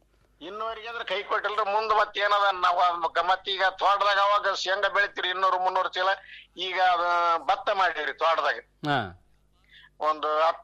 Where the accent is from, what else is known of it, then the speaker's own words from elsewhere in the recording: Chinchodi, Karnataka, India; ನಮ್ಮ ಚಿಂಚೋಡಿ ಮುಂದೆ ಐತ್ರಿ ಹೊಳೆ